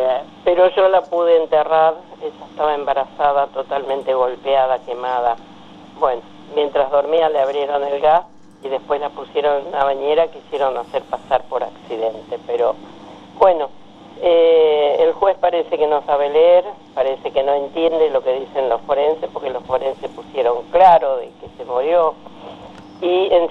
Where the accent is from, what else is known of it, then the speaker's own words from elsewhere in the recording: Misiones, Argentina; vengo de la selva de Misiones, que casi me come una anaconda de 10 metros cuando tenía 8 años